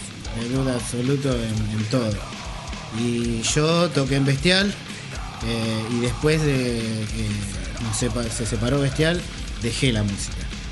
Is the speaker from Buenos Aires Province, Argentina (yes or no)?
yes; Hurlingham, Buenos Aires Province, Argentina; Nosotros somos de zona oeste, Burlingame, los tres somos de Burlingame.